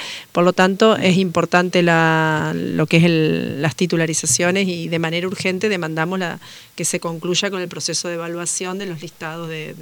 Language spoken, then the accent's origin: Spanish; Uruguay; Yo vengo de Uruguay, donde el nivel superior en Uruguay lo absorbió casi toda la universidad